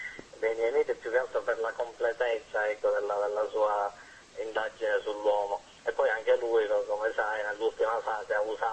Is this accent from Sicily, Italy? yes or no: yes; Sicily, Italy; pur essendo siciliano, ecco, credo di avere qualcosa in comune con una certa estetica nordica.